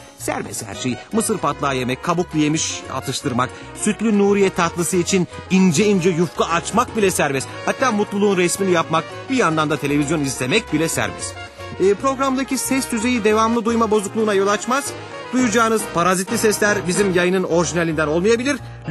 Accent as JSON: {"language": "Turkish", "region": "Konya", "country": "Turkey", "said": "Konyalıyım."}